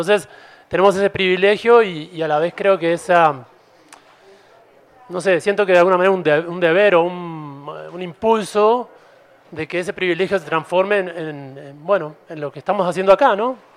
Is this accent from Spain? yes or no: no; Uruguay; Yo vengo de Uruguay, estoy de visita